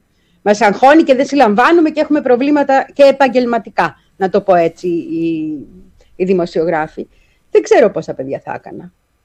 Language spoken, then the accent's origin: Greek; Petroupoli, Attica, Greece; σαν παιδί, μεγάλωσα στην Πετρούπολη, σε μια λαϊκή γειτονιά